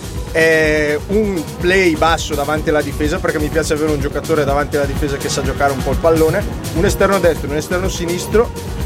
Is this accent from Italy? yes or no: yes; Lombardy, Italy; ho avuto la possibilità di allenare i ragazzini, come ti dicevo prima, a 7 al mio paese d'origine, che è in Valtrompia.